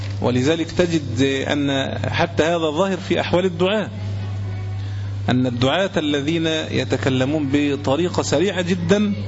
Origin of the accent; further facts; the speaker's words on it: Egypt; لكن لو سألتني أنا مثلا كمصري أنا لا أكل